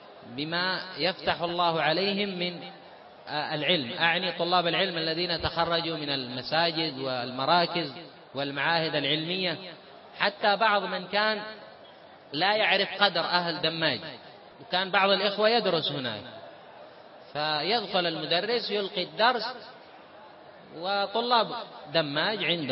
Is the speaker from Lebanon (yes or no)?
no; Yemen; now in Saudi Arabia; أنا جئت من اليمن